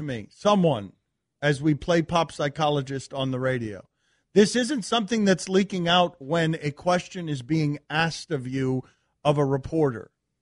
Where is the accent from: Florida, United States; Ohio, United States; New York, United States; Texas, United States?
Florida, United States; Miami; All I get is because I'm from Miami.